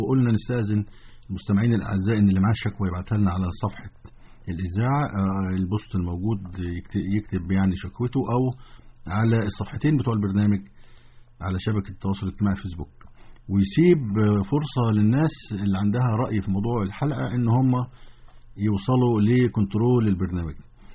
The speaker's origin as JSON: {"language": "Arabic", "country": "Egypt", "said": "امنياتنا احنا كشعب مصري او كشعب عربي من الزيارة"}